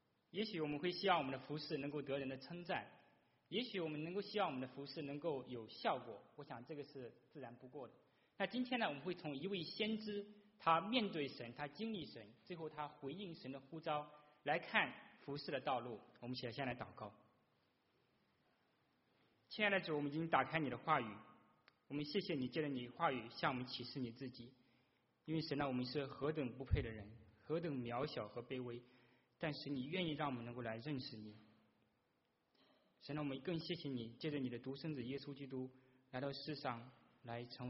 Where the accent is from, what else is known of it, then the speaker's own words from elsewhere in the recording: China; 那我们这个就对我们中国人而言哈